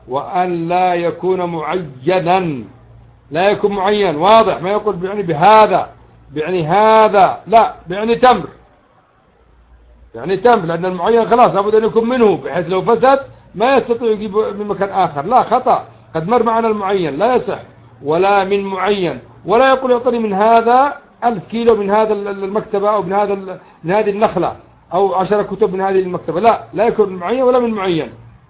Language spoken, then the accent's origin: Arabic; Yemen; موسم الزرع الآن عندنا في اليمن مثلا،